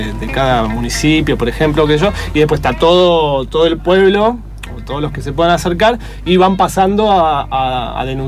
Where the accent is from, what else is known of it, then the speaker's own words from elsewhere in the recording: Argentina; Decía, soy argentina